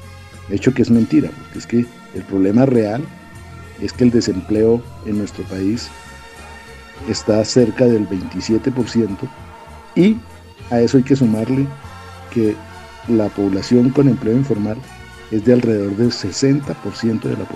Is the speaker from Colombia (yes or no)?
yes; Colombia; yo, como revolucionario colombiano